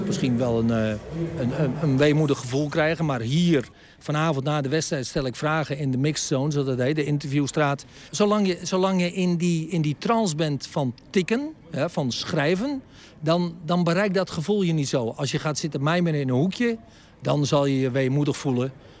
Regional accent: North Holland, Netherlands; Dat was nogal wat in de kop van Noord-Holland, waar ik vandaan kom.

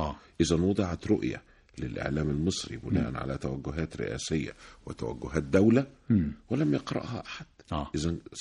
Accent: Egypt; بحاول افهم البياع ان انا من مصر

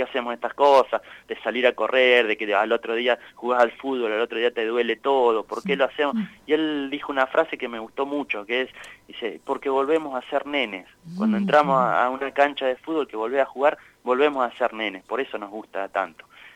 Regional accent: Miguel Cané, La Pampa, Argentina; also born or lived in General Pico; Yo nací, soy de Miguel Cané, nací en realidad nací en el hospital de General Pico, pero es una cuestión, digamos, coyuntural

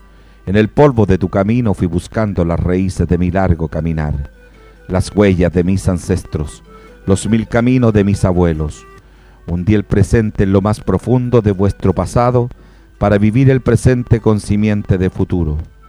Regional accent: Chile; Estamos muy contentos como chilenos, nos hacía mucha falta un triunfo

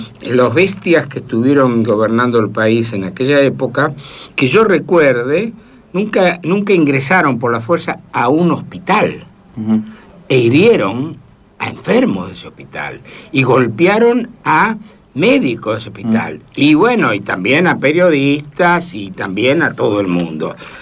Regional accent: Buenos Aires, Argentina; Yo soy porteño y te digo

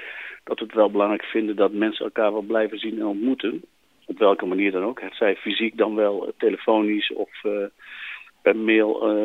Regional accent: North Brabant, Netherlands; En ik kom zelf uit Brabant, dus ik zie dat het daar ook gebeurt.

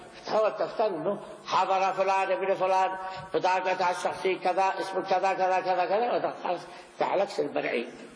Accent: Yemen; إلا أنه عندنا في اليمن يقعدوه مقعد أبوه

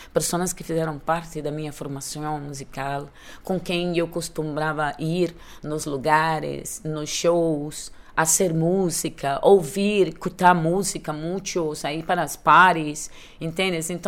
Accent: Rio de Janeiro, Brazil; Dancing Meyer, que é no Meyer, de onde vim. Minhas raízes estão no subúrbio do Rio de Janeiro.

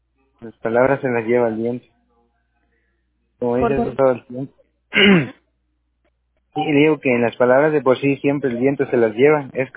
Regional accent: Tierra Blanca, Veracruz, Mexico; born there; now in Córdoba, Mexico; Así es, nací en Tierra Blanca.

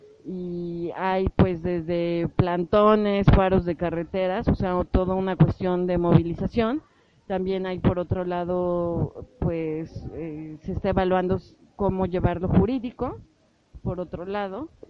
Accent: Tehuacán, Puebla, Mexico; Yo soy de Tehuacán, en Puebla.

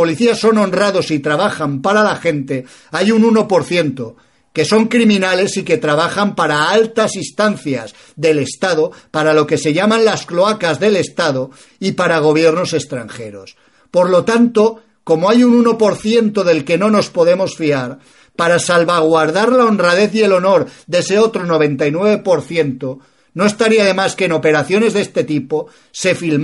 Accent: Spain

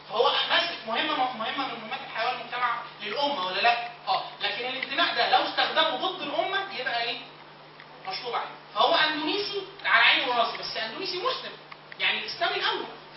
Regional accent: Egypt; مش عيب ان الواحد اقول ان انا مصري، واقول ان انا عربي، واقول ان انا مهندس.

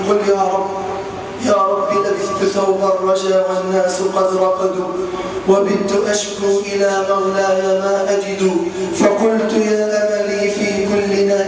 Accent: Egypt; اللهم ارفع عن بلدنا مصر الغلاء

